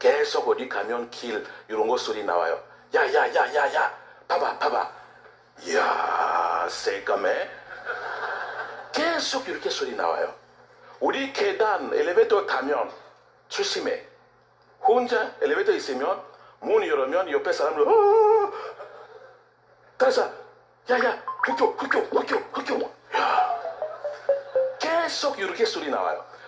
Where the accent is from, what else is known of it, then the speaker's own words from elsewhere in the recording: DR Congo; Korean is a second language; now in South Korea; 우리는 소개하면, 아, 제가 콩고에서 왔어요. 뭐? 홍콩? 아니요, 콩고. 몽고? 아니, 콩고. 아메리카? 아니, 아프리카.